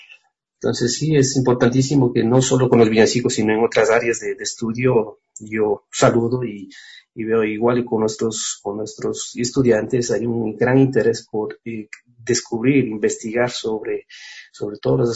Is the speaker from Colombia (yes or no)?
no; Ecuador; es parte de nuestra identidad como ecuatorianos, identidad sonora de lo que somos